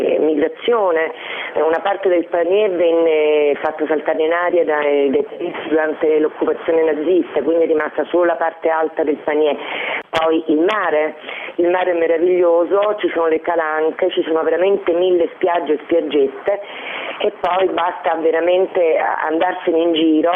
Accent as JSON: {"language": "Italian", "town": "Rome", "region": "Lazio", "country": "Italy", "said": "Mi sono anche innamorata di un uomo napoletano che ho sposato, ho partorito mio figlio a Napoli, pur essendo io romana."}